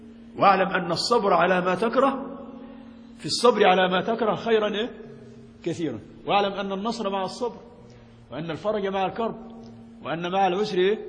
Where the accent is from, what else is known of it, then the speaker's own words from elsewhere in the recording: Egypt; كما ضربت مثال نحن مصريين، أنت مصري طبعا، لا نأكل الجراد